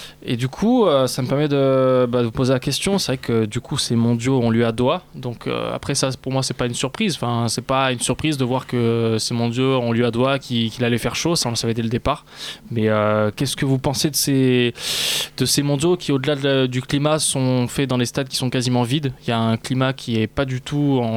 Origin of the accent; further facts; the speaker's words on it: France; Et je suis obligé de parler de la France puisqu'on est français.